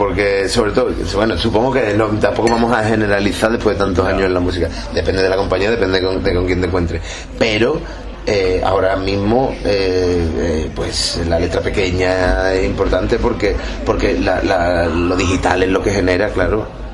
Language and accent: Spanish; Andalusia, Spain; porque soy rockero y soy andaluz, soy un rockero andaluz.